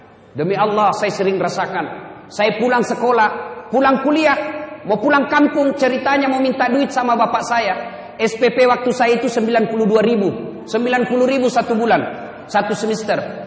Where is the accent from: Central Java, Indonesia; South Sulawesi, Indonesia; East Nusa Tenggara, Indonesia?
South Sulawesi, Indonesia; Pinrang; Naik mobil dari kampung saya di Pinrang, kurang lebih 200 km.